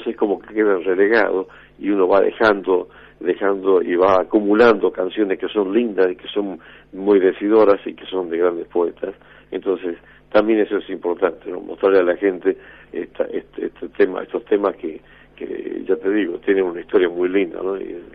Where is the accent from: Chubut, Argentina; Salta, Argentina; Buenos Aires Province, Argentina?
Salta, Argentina; Cafayate; also born or lived in Metán; nací en Cafayate, después viví en Metán, pero sí. siempre en la provincia de Salta